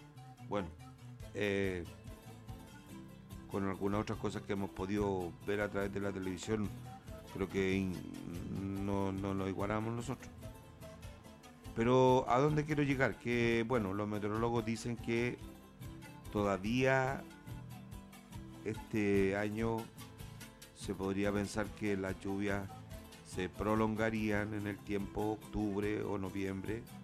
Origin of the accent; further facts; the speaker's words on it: Chile; Bueno, somos chilenos, ahora vamos a arreglar las cosas, ¿cierto?